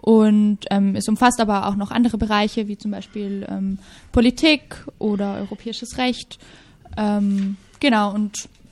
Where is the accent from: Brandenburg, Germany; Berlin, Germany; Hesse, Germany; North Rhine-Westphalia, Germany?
Hesse, Germany; Fulda; now in Barcelona, Spain; Ich komme auch aus Deutschland und wohne hier momentan in Barcelona und mache ein Praktikum bei Street Child, einer gemeinnützigen Organisation. Und genau, ich komme aus Fulda und studiere momentan in Passau